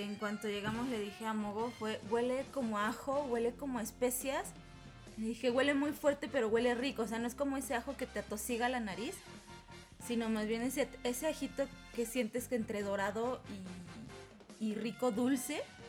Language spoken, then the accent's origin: Spanish; Mexico; como nosotros mexicanos lo conocemos